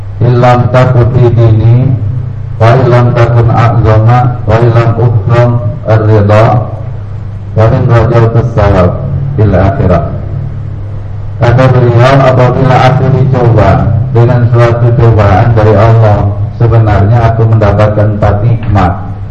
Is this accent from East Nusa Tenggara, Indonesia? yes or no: no; Jakarta, Indonesia; istilah kita orang Jakarta masih untung